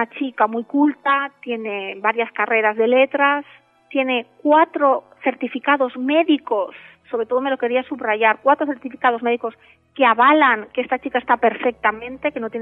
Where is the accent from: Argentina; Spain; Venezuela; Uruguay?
Spain; Lleida, Catalonia; Fíjate que yo soy de Lleida.